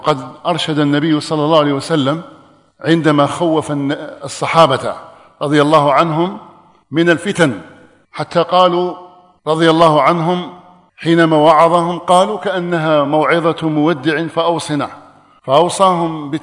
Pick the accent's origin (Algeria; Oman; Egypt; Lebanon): Algeria; أن يحفظ بلادنا الجزائر مما أصيبت به من قبل